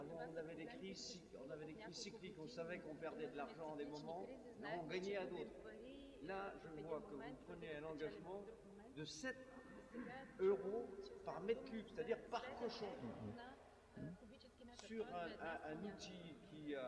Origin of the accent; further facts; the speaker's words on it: Brittany, France; Je lis l'actualité locale, je suis breton.